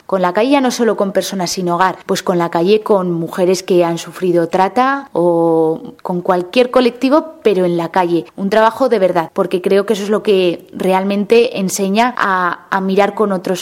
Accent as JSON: {"language": "Spanish", "region": "Aragon", "country": "Spain", "said": "Yo tengo la suerte de que mi pueblo está relativamente cerca de Zaragoza"}